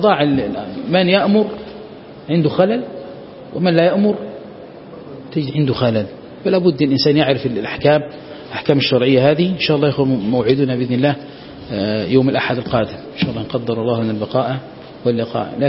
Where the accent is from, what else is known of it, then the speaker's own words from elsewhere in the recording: Egypt; هو أعلم واحد عندنا في مصر